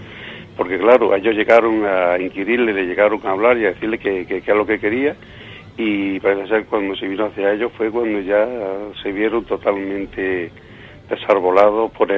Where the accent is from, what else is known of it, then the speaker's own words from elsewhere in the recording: Villanueva del Duque, Andalusia, Spain; muy cerca de mi pueblo, de Villanueva del Duque.